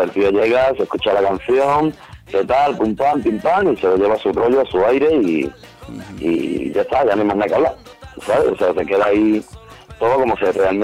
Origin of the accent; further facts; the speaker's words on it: Andalusia, Spain; No, yo le digo crowdfunding, pero vamos, yo soy andaluz y así lo digo yo.